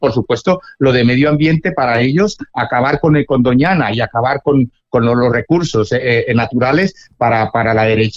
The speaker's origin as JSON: {"language": "Spanish", "town": "Cali", "region": "Valle del Cauca", "country": "Colombia", "said": "como yo soy caleño, en Colombia"}